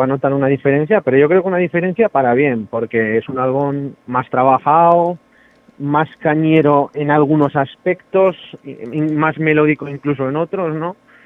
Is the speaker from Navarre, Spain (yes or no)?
yes; Tudela, Navarre, Spain; porque yo soy de Tudela, de Navarra